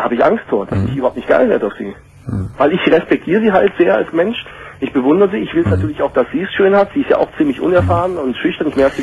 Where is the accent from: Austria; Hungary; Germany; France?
Hungary; Also, ich bin aus Ungarn, ich komme aus Ungarn.